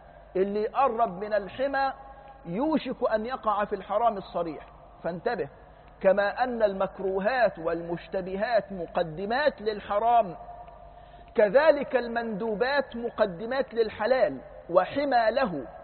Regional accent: Egypt; كانت عندنا في مصر معرفش 30 ميل

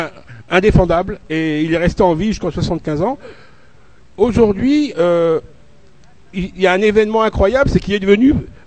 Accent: Luxembourg; C'est pas parce que j'ai grandi au Luxembourg, mais je me suis vraiment rendu compte que celui qui a de l'argent

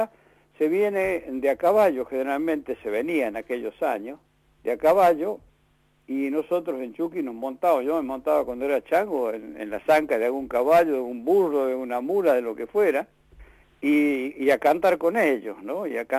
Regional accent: Chuquis, La Rioja, Argentina; Yo los carnavales los he pasado siempre en Chuquis, en mi pueblo, allá en la costa riojana, lo que le llamamos la costa, que es el departamento Castro Barro. Ahí nosotros tenemos un rinconcito, una casita, en el pueblito de Chuquis

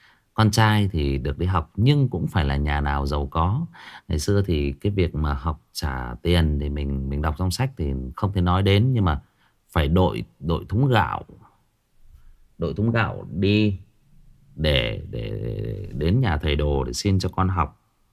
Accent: Hưng Yên, Vietnam; vào thời nhà Nguyễn ở quê tôi ở Hưng Yên có ông quan đốc học làm ở trong triều

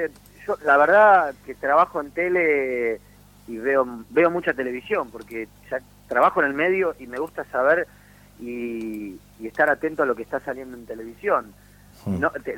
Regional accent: Villa Ballester, Buenos Aires Province, Argentina; yo soy de barrio, soy de Villa Ballester

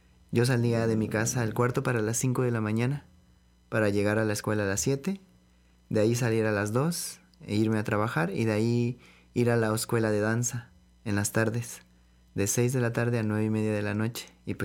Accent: Los Reyes La Paz, State of Mexico, Mexico; Fui al municipio de donde yo soy de Los Reyes, La Paz.

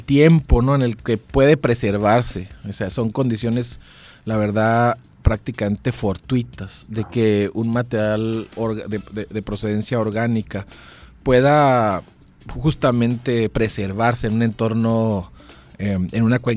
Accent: Hermosillo, Sonora, Mexico; Sí, estoy de aquí en Hermosillo y pues parte de mi vida, o la gran parte de mi vida, hasta egresar de la licenciatura en ingeniería geológica en Chihuahua. Entonces, soy nacido aquí en Hermosillo.

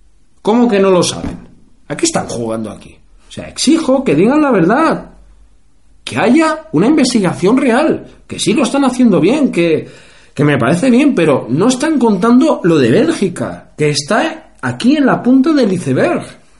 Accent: Spain; como español que soy

